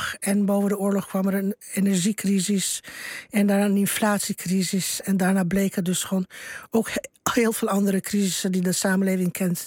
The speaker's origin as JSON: {"language": "Dutch", "region": "Bucharest", "country": "Romania", "tie": "born or raised there", "said": "En je ziet voor je ogen speelt zich alles af wat je als kind in Boekarest gevreesd heeft."}